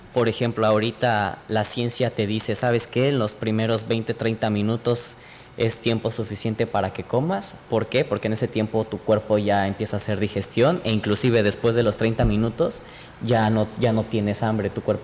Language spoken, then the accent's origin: Spanish; State of Mexico, Mexico; De hecho, en el centro de la República no pasa. Yo soy del Estado de México.